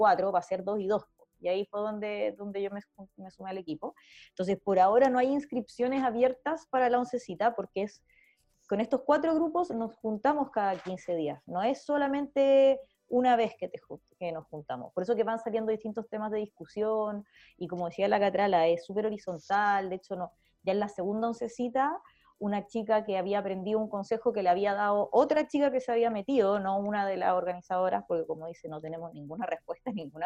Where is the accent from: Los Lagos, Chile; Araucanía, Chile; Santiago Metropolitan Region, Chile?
Santiago Metropolitan Region, Chile; Santiago; que si bien soy de Santiago, vengo de haber hecho activismo solo en regiones, recién me devolví a Santiago